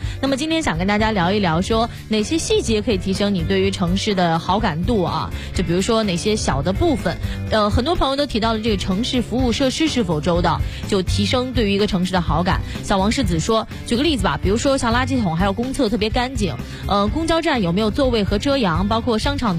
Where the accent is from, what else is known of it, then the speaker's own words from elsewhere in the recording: Xi'an, Shaanxi, China; 嗯，这个时候我就要为我的家乡强力打 call。